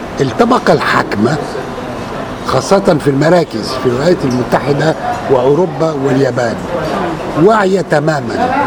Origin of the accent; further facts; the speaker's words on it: Egypt; على عكس ما يحدث عندنا في مصر وفي البلاد المهمشة